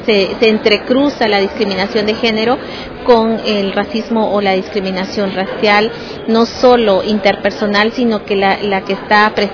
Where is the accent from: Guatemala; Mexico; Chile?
Guatemala; de Guatemala y bueno, yo soy comunicadora social de profesión